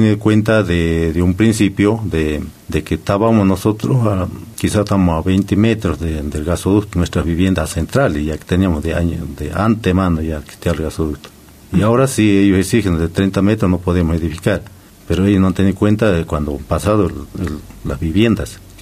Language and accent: Spanish; Argentina; Aquí todos somos argentinos